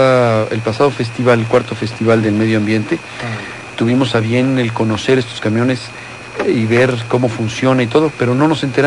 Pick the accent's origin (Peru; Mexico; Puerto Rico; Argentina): Mexico; evaluar hasta dónde queremos llegar como mexicanos